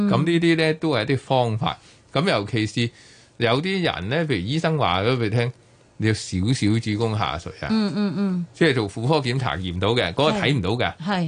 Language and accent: Cantonese; China; 咁我哋中国人好兴踎噶啦